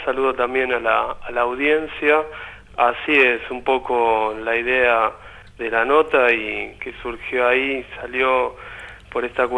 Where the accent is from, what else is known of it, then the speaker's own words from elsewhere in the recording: La Plata, Buenos Aires Province, Argentina; yo soy de La Plata, vivo acá en la ciudad de La Plata.